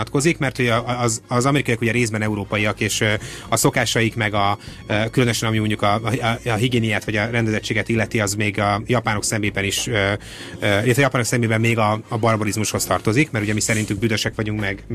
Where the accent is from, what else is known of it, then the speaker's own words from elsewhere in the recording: Hungary; nyilván magyarként sem szeretnék ebben belemenni, hogy mit gondolnak a magyarok a szlovákokról